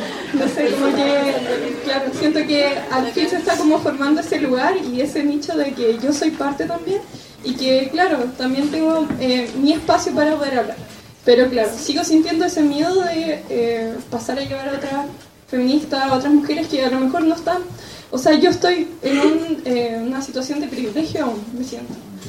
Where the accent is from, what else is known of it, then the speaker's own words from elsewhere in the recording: Santiago, Santiago Metropolitan Region, Chile; como mujer chilena, santiaguina, de clase como media